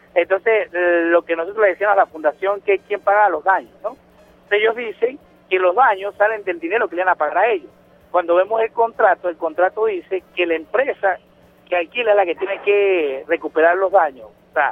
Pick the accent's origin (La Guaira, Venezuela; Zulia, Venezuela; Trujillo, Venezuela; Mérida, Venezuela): Mérida, Venezuela; el de los gochos de Mérida, pues yo soy de Mérida.